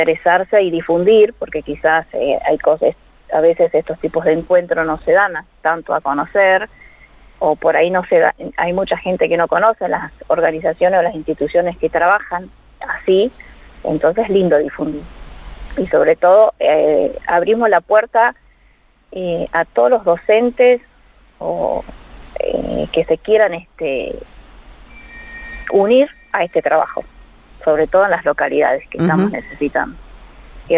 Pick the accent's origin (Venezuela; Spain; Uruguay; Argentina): Argentina; Santa Rosa; todos los colaboradores somos de Santa Rosa, entonces acá nos es más fácil.